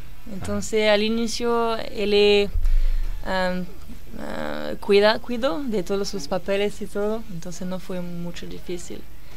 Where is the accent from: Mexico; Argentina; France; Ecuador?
France; Saint-Cyr-sur-Mer, Provence-Alpes-Côte d'Azur; Spanish is a second language; Se llama Saint-Cyr-sur-Mer. Es un pequeño pueblo, no mucho conocido, pero cerca del mar Mediterráneo.